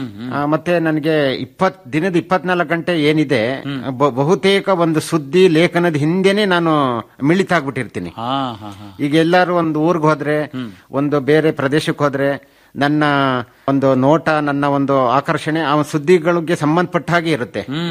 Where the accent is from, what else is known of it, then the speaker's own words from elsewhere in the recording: Holenarasipura, Karnataka, India; now in Kodagu, India; ಮೂಲತಃ ಹಾಸನ ಜಿಲ್ಲೆ ಹೊಳೆನಶಿಪುರ ತಾಲೂಕು ನನ್ನ ಹುಟ್ಟೂರು.